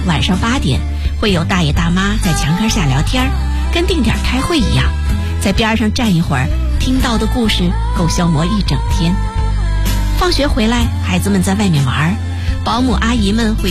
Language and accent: Chinese; Beijing, China; 在北京土生土长的我